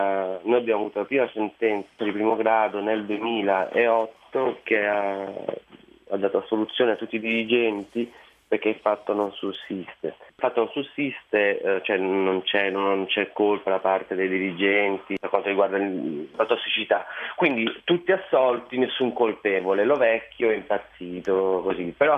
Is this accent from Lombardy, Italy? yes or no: no; Taranto, Apulia, Italy; moved away as an adult; Io sono nato e cresciuto a Taranto fino all'età universitaria, dove per mia fortuna sono riuscito ad andare fuori dalla città.